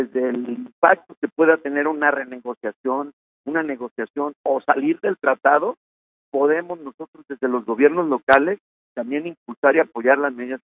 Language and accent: Spanish; Mexico; claro que los mexicanos unidos podemos lograr lo imposible